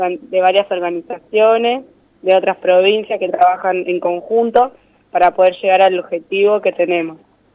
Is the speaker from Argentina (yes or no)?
yes; Buenos Aires, Argentina; de acá de Buenos Aires.